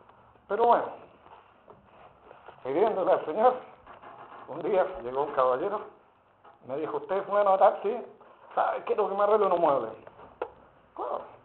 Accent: Chile; lo que uno ponga en la mesa como chileno nos cuesta

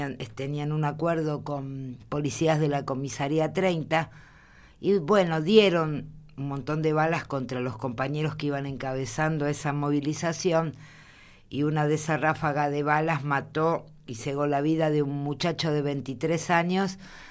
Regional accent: Argentina; es para todos nosotros como argentinos o vecinos de nuestro país triste

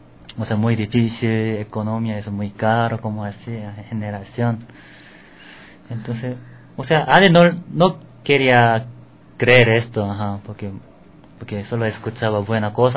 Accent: South Korea; Spanish is a second language; O sea, soy coreana, entonces yo sé cómo, yo lo conozco bueno. Corea.

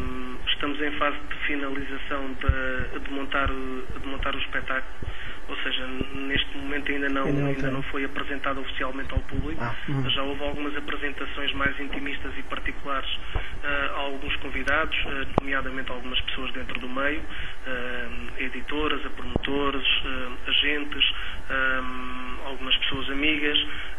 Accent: Évora, Portugal; also born or lived in Lisbon; com L de Lisboa, que foi a cidade onde eu nasci, com o E de Évora, uma cidade que também me diz muito, que foi a cidade onde eu vivi alguns anos e cresci.

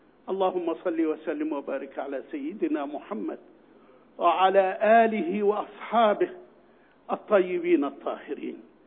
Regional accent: Egypt; بل إن أمامنا وعدا عظيما وكريما لنا نحن يا أبناء مصر

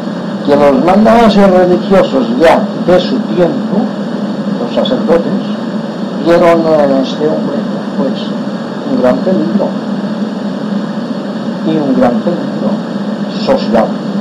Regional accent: Inca, Balearic Islands, Spain; born there; soy un mallorquín, nacido en Inca … descendiente de los primeros israelitas que llegaron a Mallorca

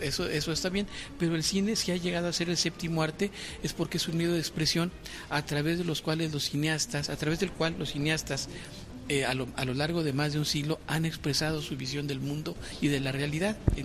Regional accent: Durango, Mexico; Bueno, yo soy de Durango primero, soy de la Sierra de Durango, y soy director de cine.

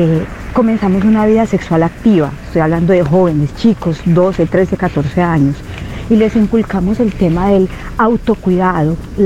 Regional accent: Medellín, Antioquia, Colombia; now in Alicante, Spain; Alicante, España. Soy de Medellín.

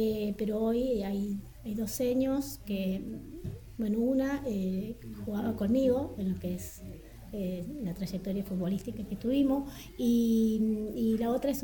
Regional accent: La Carlota, Córdoba, Argentina; yo soy de La Carlota

